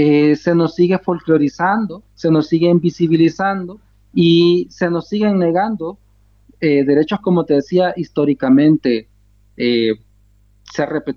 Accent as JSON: {"language": "Spanish", "country": "El Salvador", "said": "soy de estirpe Nunahualca. Un pueblo que pues ha batallado desde siempre ante muchas situaciones que enfrentamos como pueblos originarios en los territorios de lo que ahora se llama El Salvador."}